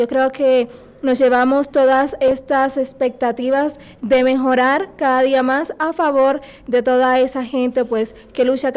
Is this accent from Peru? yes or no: no; Dominican Republic; de República Dominicana.